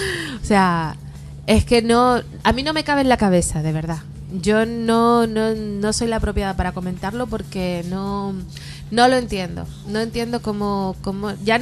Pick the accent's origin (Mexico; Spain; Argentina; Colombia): Spain; Arucas, Canary Islands; Es que todo pasa, mira, en mi pueblo.